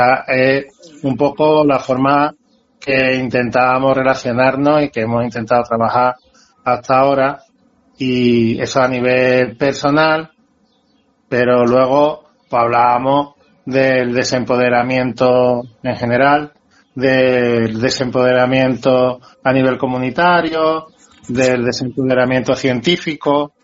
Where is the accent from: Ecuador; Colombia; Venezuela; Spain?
Spain; Seville, Andalusia; born there; Nací en Sevilla, en una casa de vecinos, en la cama de mi madre, porque mi madre no tenía dinero para llevarme al hospital